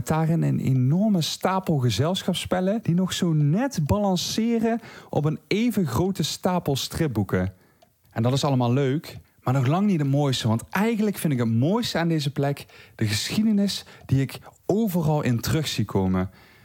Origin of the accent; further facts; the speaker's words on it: Belgium; ik ben bang dat mijn accent wel al een beetje verraadt dat ik dichter bij Europa's hoofdstad Brussel woon dan bij het piepkleine dorpje Weerdum in Groningen.